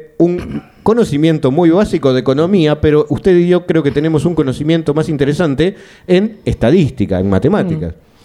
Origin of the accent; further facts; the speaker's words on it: Argentina; also born or lived in Gijón; Esto lo digo porque de alguna manera usted se dará cuenta por mi acento. Aparte de ser de Gijón, soy de Argentina.